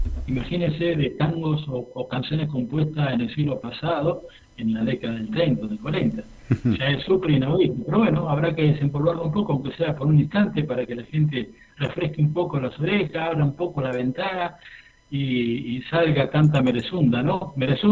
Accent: San Fernando, Argentina; usted sabe que soy de San Fernando.

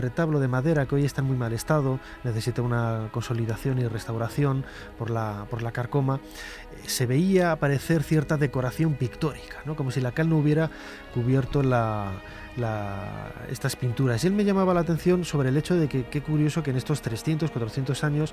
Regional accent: León, Castile and León, Spain; no solamente como leonés, porque yo soy de allí, es mi tierra

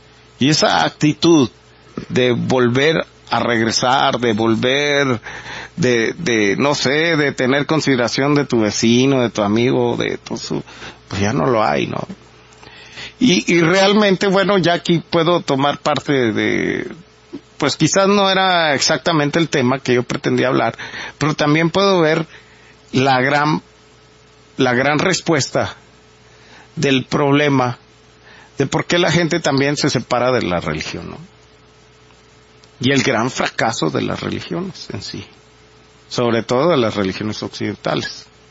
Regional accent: Mexico; ya como mexicanos y como sociedad y como humanos.

